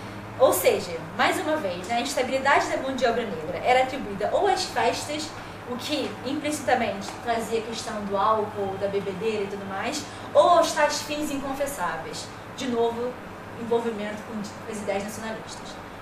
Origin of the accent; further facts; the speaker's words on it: Rio de Janeiro, Brazil; Eu cresci no Rio de Janeiro, também uma sociedade extremamente desigual